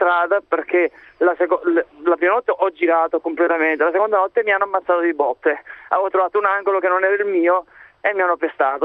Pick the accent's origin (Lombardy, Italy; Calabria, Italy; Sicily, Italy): Sicily, Italy; io sono siciliano, vivevo al nord